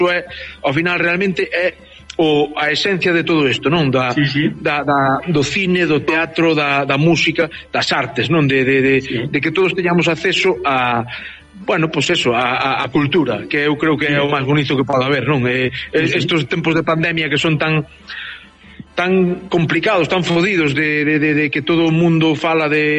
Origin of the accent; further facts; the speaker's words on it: Mazaricos, Galicia, Spain; eu son de Pino de Val, unha aldea de Mazaricos, do concello de Mazaricos. Mazaricos, digamos que non ten costa, pero casi